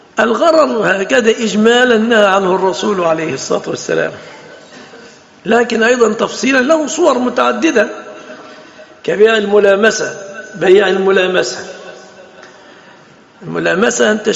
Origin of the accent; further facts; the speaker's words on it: Egypt; يتفصل جيب عندنا في مصر يفصلوا المتبرجات جيب